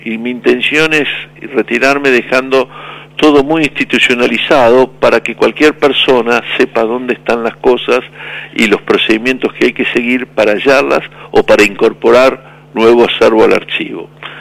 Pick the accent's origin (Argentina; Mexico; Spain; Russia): Argentina; como muchos argentinos